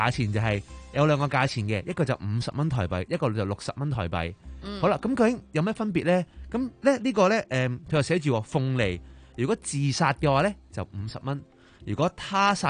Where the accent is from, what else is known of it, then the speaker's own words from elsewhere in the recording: Hong Kong; 就唔系我哋香港人啊，